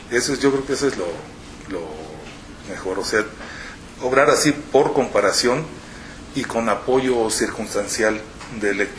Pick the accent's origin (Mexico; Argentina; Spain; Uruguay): Mexico; Mexico City; Porque los chilangos no somos lo más solidarios del mundo